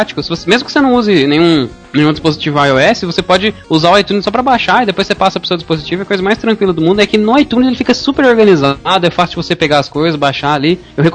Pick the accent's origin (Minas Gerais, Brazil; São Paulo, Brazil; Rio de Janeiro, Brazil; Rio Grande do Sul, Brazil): Rio Grande do Sul, Brazil; Canoas; dependendo da rede social, caraca. … Sou de Canoas, Rio Grande do Sul, e tenho 22 anos